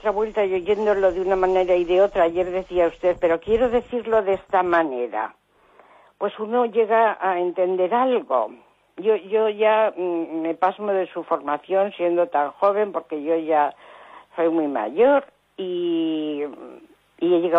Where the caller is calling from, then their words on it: Cantabria, Spain; de Cantabria.